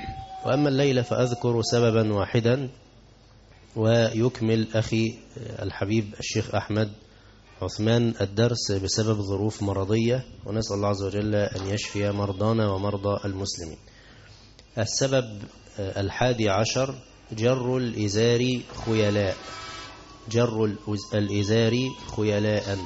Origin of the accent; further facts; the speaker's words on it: Egypt; أو بسميها بز الرجل عندنا في مصر